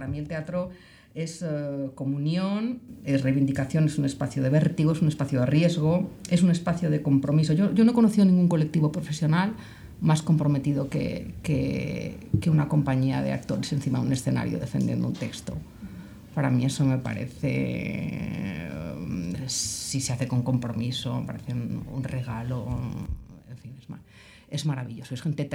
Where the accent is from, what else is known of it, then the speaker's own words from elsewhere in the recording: Palma de Mallorca, Balearic Islands, Spain; yo empecé en el mundo teatral con 12 añitos en Palma de Mallorca. Yo soy de Palma de Mallorca y empecé a formarme ahí en la escuela de teatro que llevaba Xes Forteza